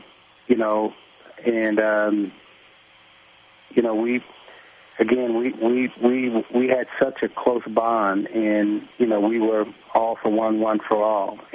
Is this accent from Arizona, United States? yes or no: no; Chicago, Illinois, United States; I grew up in Chicago, so I didn't have a problem fighting any of them.